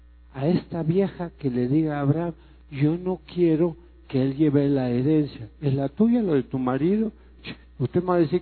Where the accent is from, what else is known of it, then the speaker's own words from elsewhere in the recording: Mexico; depende de usted y de mí, de cada mexicano, como individuo, que puede decirle, sí, soy mexicano